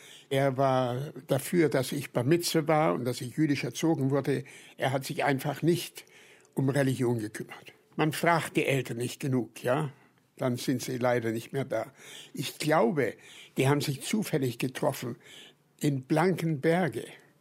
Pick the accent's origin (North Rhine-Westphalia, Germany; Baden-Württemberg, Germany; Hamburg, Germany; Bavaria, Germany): Bavaria, Germany; Nuremberg; Geboren worden in Nürnberg, in einer Vorstadt. Und später sind wir umgezogen in die Fürtherstraße.